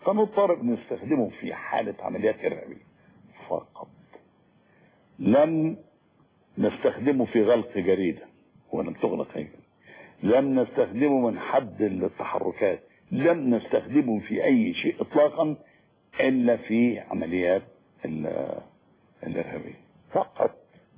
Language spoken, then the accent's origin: Arabic; Egypt; فدور المرأة اتغير كتير قوي قوي قوي خصوصا عندنا في مصر